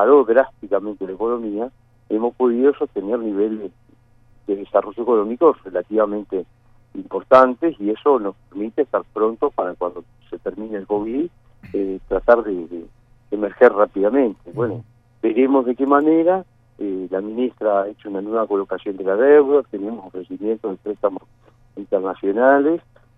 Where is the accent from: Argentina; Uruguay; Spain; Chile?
Uruguay; nos hace sentir muy orgullosos como uruguayos